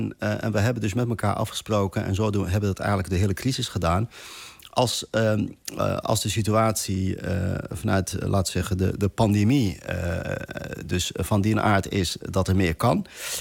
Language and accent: Dutch; Netherlands; ik denk dat we dat ook gewoon als Nederlanders gewoon met z'n allen echt nodig hebben.